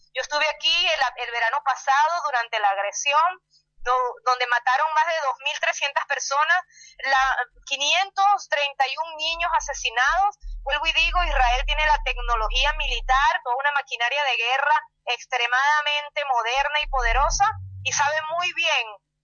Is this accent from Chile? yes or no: no; Venezuela; also born or lived in Buenos Aires, Argentina; Yo nací en Buenos Aires, pero mis padres por la dictadura militar tuvieron que emigrar a Venezuela y tengo desde los 5 años viviendo en Venezuela. Yo me siento latinoamericana